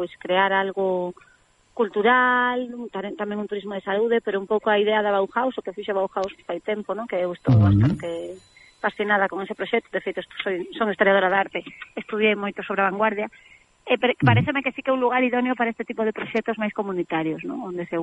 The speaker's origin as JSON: {"language": "Galician", "town": "Chantada", "region": "Galicia", "country": "Spain", "said": "Ainda que son de Chantada, uh-huh."}